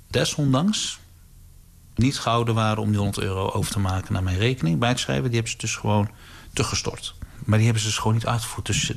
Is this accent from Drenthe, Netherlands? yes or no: no; Breda, North Brabant, Netherlands; Ik ben geboren en getogen in Breda.